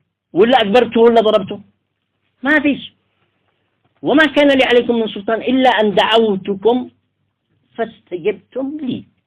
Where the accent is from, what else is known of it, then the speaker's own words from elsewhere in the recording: Taiz Governorate, Yemen; حتى مع لهجتنا نحن أصحاب الحجرية